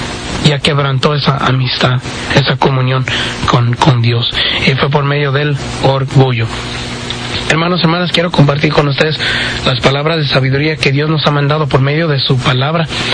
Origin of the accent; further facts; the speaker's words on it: Orosi, California, United States; somos del pueblecito de Orosi